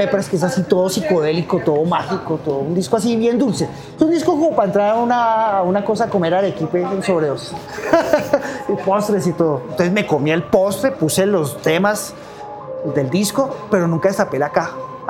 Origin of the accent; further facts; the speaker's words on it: Facatativá, Cundinamarca, Colombia; Yo vengo de Facatativá.